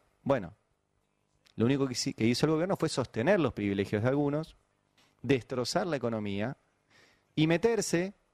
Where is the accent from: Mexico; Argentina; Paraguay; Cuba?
Argentina; Digo, yo soy argentino, formo parte